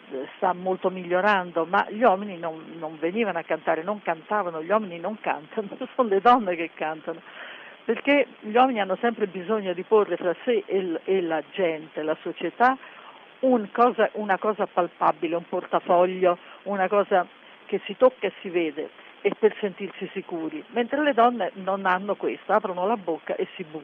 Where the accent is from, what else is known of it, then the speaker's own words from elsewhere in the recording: Delia, Sicily, Italy; Noi veniamo da Delia, che è un paesino nel centro della Sicilia, in montagna